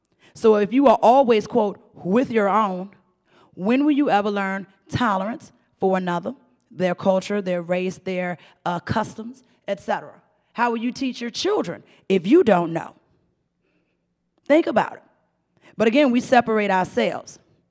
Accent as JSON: {"language": "English", "country": "United States", "tie": "born there", "said": "because I was born in Blackwell Project, 17th Street."}